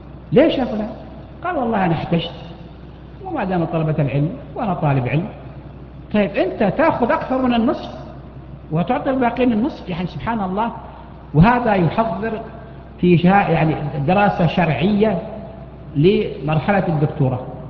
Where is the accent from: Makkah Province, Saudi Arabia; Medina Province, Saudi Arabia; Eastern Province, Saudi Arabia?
Makkah Province, Saudi Arabia; Mecca; هناك عندنا في مكة أحد المحسنين